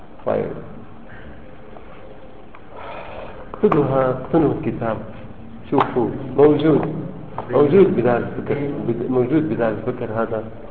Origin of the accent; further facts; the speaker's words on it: Syria; كنا نحن الاثنين من سوريا